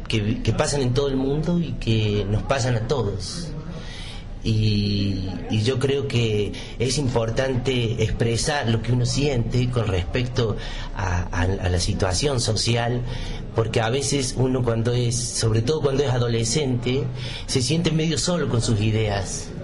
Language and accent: Spanish; San Luis, Argentina; born there; Yo nací acá en San Luis.